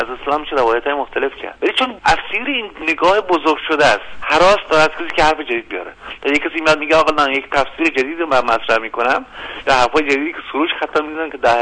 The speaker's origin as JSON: {"language": "Persian", "country": "Iran", "said": "ما یه هویت باز داریم، ما ایرانی هستیم"}